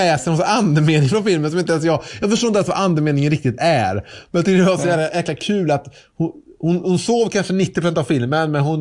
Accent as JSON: {"language": "Swedish", "town": "Trollhättan", "region": "Västra Götaland County", "country": "Sweden", "said": "Så jag var hemma nu i Trollhättan, där jag är ifrån, där mamma bor, över påsk."}